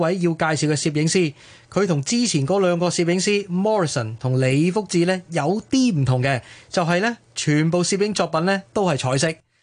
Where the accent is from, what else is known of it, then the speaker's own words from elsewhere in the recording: Hong Kong; 我哋香港人咧惯咗喺好狭窄嘅环境生活，由细到大啊，都会练出一副好武功啊。